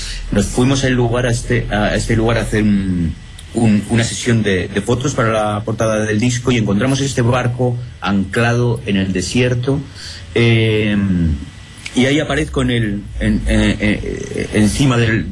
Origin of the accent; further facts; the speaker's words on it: Spain; Yo me siento muy querido en Argentina, siendo español.